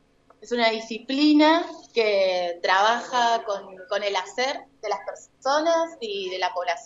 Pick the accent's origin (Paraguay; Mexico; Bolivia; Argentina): Argentina; Quilmes, Buenos Aires Province; now in Bariloche, Argentina; vengo de la ciudad de Quilmes